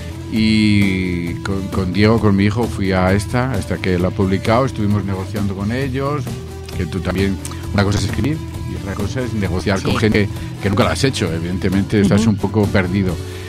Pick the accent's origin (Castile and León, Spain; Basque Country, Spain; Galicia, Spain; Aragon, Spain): Castile and León, Spain; Salamanca; como salmantino para mí es un placer representar a mi ciudad.